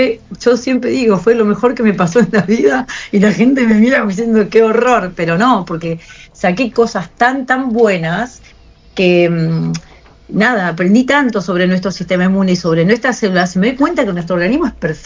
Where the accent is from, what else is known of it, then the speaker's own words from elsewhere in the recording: Patagonia, Argentina; no sé si es porque soy de la Patagonia o qué